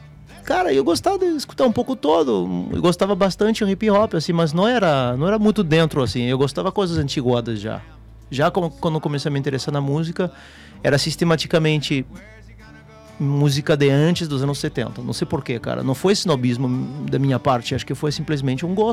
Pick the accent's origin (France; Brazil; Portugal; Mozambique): France; Portuguese is a second language; eu cresci na França dos anos, final dos anos 80, começo nos anos 90, né